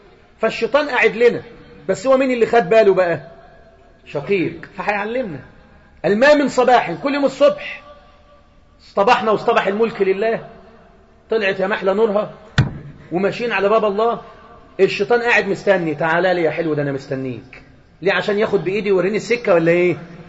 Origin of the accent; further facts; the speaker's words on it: Egypt; زي مثلا عندنا في مصر حاجة اسمها